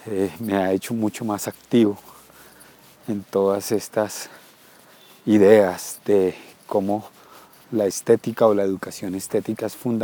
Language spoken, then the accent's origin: Spanish; Bogotá, Colombia; Soy bogotano, la capital de Colombia